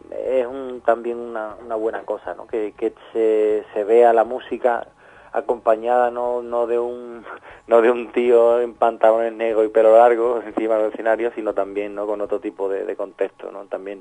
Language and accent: Spanish; Andalusia, Spain; born there; somos andaluces, sin llegar al esperpento de lo andaluz, sino que somos andaluces y hemos nacido allí